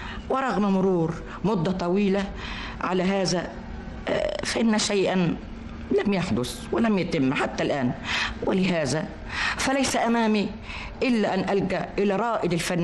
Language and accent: Arabic; Alexandria, Alexandria Governorate, Egypt; born there; اتولدت في اسكندرية، وكنا في حي جنب سيد الأباصيري